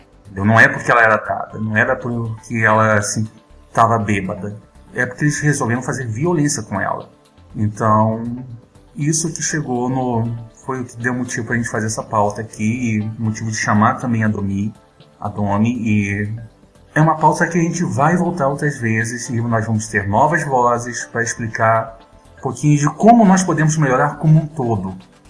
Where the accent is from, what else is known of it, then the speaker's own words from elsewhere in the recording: Rio de Janeiro, Brazil; Todo mundo sabe que eu sou do Rio de Janeiro, nascido e criado